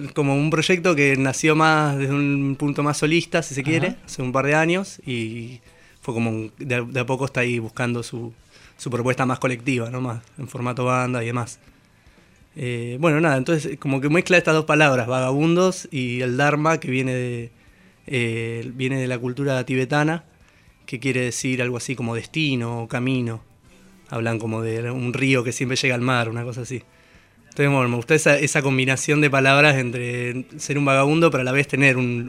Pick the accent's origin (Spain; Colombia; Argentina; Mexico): Argentina; Bariloche, Río Negro; moved away as an adult; Soy de Bariloche, en realidad. Ajá. Me vine a estudiar acá hace unos 6 años.